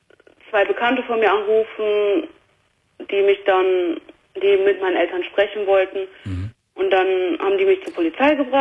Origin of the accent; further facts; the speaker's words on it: Essen, North Rhine-Westphalia, Germany; born there; In Essen, im Gefängnis.